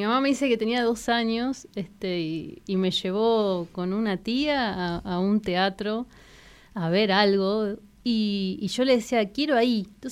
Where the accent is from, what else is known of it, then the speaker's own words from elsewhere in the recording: Bahía Blanca, Buenos Aires Province, Argentina; moved away as an adult; now in La Pampa, Argentina; Yo soy de Bahía Blanca, como contabas. Me fui a estudiar, cuando terminé el secundario, a Buenos Aires, a estudiar comunicación social, periodismo. Y bueno, cuando terminé la carrera había conocido en el verano a alguien de acá de La Pampa y me vine para acá.